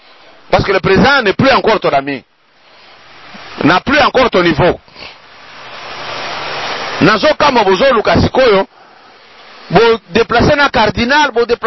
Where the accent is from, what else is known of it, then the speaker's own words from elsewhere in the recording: DR Congo; Mais chez nous en RDC, maï est partout.